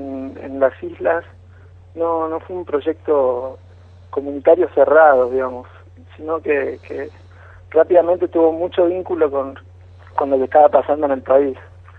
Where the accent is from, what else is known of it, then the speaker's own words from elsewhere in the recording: Haedo, Buenos Aires Province, Argentina; moved away; Somos de ahí también del oeste, de Aedo soy yo, mi compañera es de Capital y bueno, el otro compa es también de Capital.